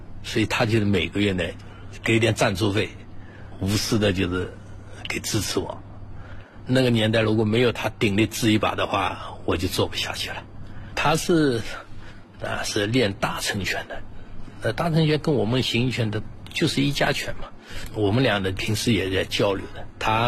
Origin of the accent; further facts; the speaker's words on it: Shanghai, China; 我们上海人叫乌醋的